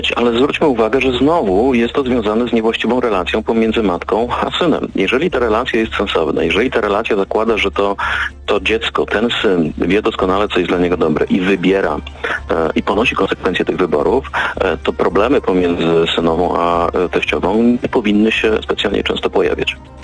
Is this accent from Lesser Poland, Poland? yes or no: no; Silesian Voivodeship, Poland; Ja pochodzę ze Śląska i tutaj jest taka bardzo dobra tradycja